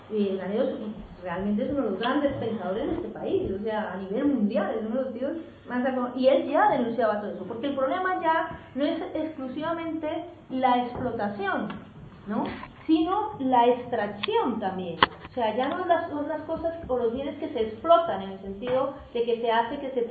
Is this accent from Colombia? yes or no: yes; Colombia; yo vengo de Colombia y allí se está extrayendo de todo: uranio, níquel, oro, de todo.